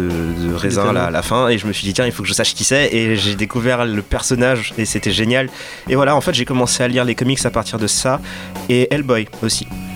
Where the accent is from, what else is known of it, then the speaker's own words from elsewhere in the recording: Dakar, Senegal; parce qu'en fait, j'ai grandi à Dakar. Mmh. Et Dakar, donc la capitale du Sénégal, niveau comics papier, c'était pas tellement ça en fait.